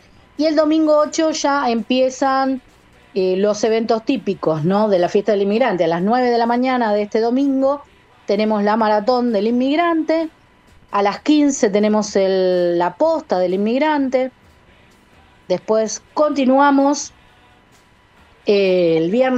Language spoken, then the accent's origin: Spanish; Uruguay; now in Berisso, Argentina; yo soy uruguaya, pero bueno, habito Berisso y es un lugar que tiene esa característica cultural, esa identidad inmigrante.